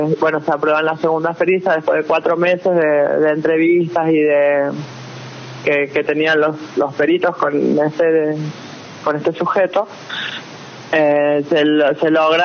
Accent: San Juan, Argentina; yo soy oriunda de San Juan

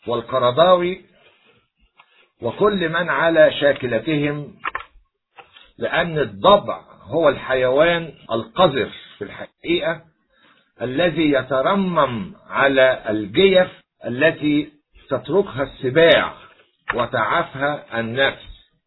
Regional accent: Egypt; كمصري أولا وكقبطي ثانيا وكمسيحي ثالثا

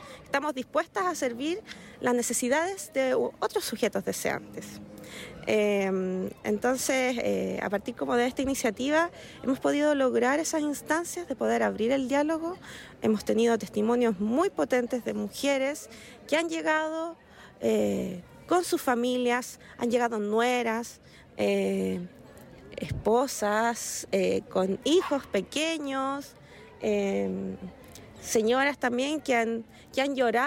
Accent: Iquique, Tarapacá, Chile; también tenemos una librería feminista que se llama Púrpura Despertar, que somos de Iquique

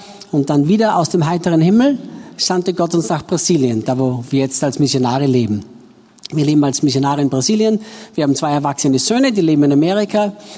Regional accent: Austria; ich bin Österreicher, bin in Österreich geboren und aufgewachsen, machte dann meine Bibelschule in England in den Jahren 1982-83 und blieb dort dann noch drüben

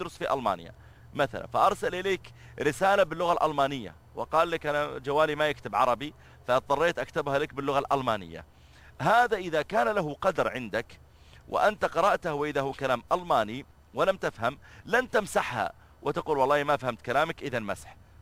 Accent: Riyadh, Riyadh Province, Saudi Arabia; وكذلك عندنا في الرياض إذا خرجت في وقت الذروة

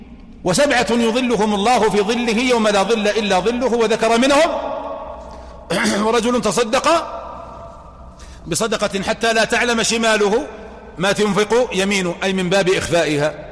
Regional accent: Saudi Arabia; ليس يصلح أن يكون زكاة فطر عندنا في المملكة العربية السعودية

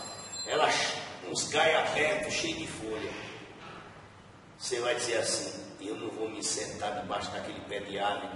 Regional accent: Bahia, Brazil; Eu sou mestre aqui, eu estou falando com você como baiano.

